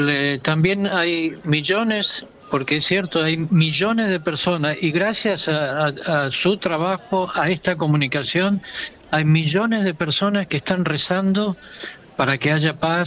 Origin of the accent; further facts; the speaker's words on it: Argentina; Somos argentinos, así que podíamos comunicarnos perfectamente bien.